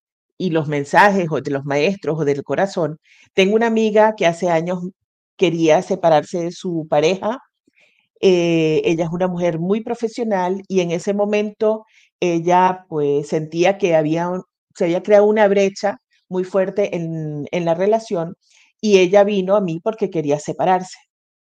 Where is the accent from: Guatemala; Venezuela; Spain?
Venezuela; no sé si se habrán dado cuenta por el acento, yo vivía en Venezuela, nací en Venezuela